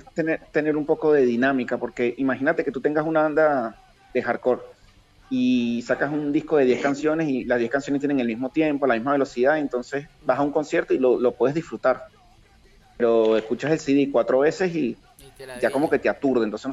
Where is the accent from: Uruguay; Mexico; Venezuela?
Venezuela; yo que vengo de Venezuela